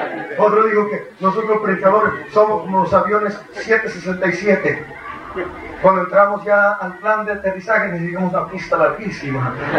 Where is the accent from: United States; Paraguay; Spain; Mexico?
United States; Yo realmente ni siquiera soy mexicano. Yo soy de Estados Unidos. Arriba al norte.